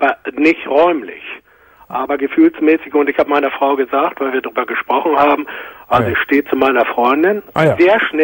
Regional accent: Hamburg, Germany; also ich komme aus Hamburg

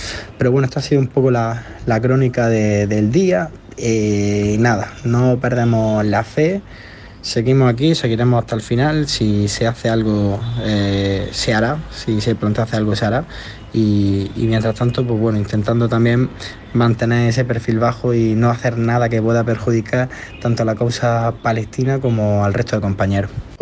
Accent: Spain; Nosotros, pues bueno, aquí diciendo que somos ciudadanos españoles

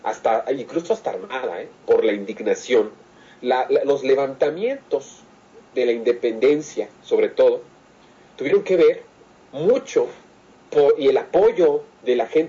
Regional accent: Mexico; Si nosotros como mexicanos

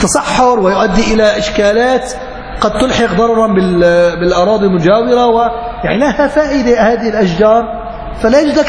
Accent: Aleppo, Aleppo Governorate, Syria; يعني عندنا بحلب ما مسموها بحرة، مسميها بركة.

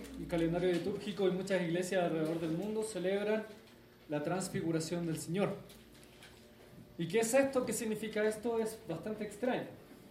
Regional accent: Chile; accent: Chilean; Realmente no hablo tanto como chileno. Imagínense ustedes si hablara.

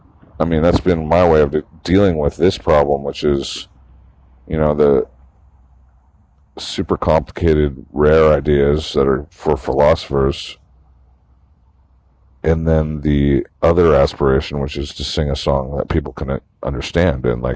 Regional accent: Santa Cruz, California, United States; because I found this poetry in my hometown of Santa Cruz

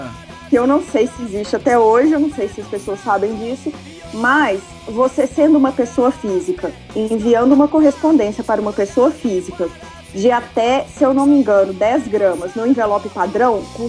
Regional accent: Divinópolis, Minas Gerais, Brazil; eu sou natural de Divinópolis, que é interior de Minas, certo, perto de BH

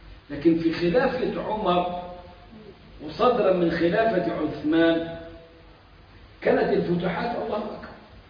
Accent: Egypt; زي اللي فاكر مثلا عندنا في مصر

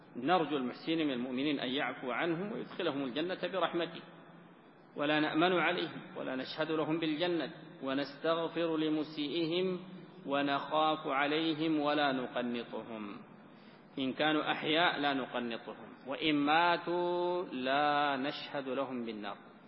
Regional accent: Sudan; المشايخ عندنا في السودان

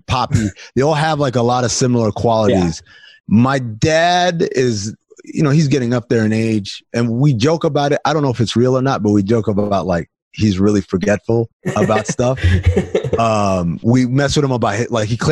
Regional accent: New York, United States; also born or lived in Sudan; growing up in New York, my parents were all like, we're not from here. We're going to go back to where we're from one day.

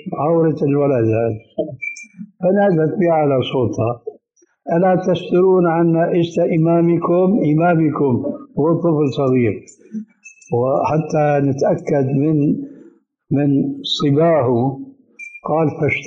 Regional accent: Syria; كانت الى عهد قريب عندنا في سوريا للرجال

